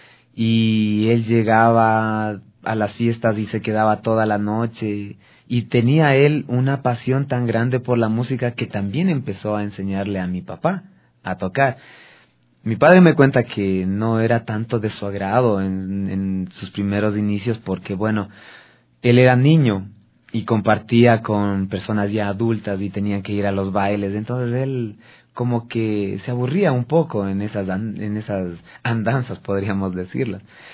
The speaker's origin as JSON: {"language": "Spanish", "town": "Quito", "region": "Pichincha", "country": "Ecuador", "tie": "born there", "said": "yo ya nací acá en Quito, pero originariamente mi familia es de la provincia del Carchi."}